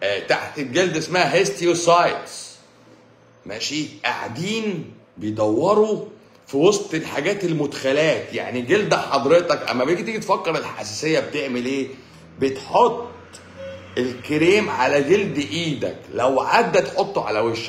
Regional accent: Egypt; now in Saudi Arabia; اروح القنصليه اقول لهم انا مصري وادي معايا البطاقه

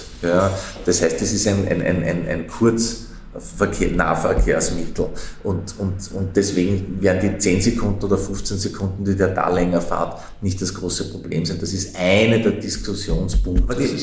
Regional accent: Vienna, Austria; Als Wiener ist man das ja gewohnt, über Bezirksgrenzen hinweg zu wohnen

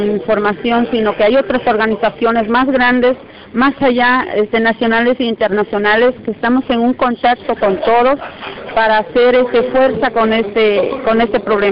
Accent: San Pedro Tututepec, Oaxaca, Mexico; vengo de la costa de Oaxaca, pertenezco a la Costa Grande, que es el municipio de San Pedro Tututepec.

